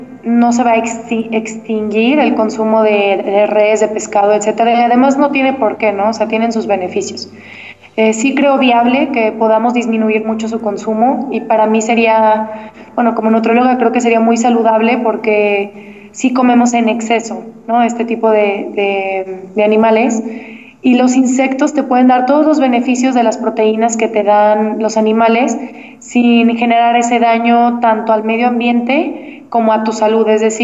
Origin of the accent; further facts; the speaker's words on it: Guadalajara, Jalisco, Mexico; bueno, yo soy Guadalajara de México, y me fui a buscar chapulines.